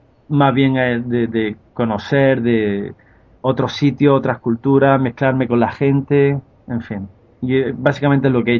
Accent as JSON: {"language": "Spanish", "country": "Spain", "said": "cómo viene el rubio o voy yo que soy de España y se me trata muy bien"}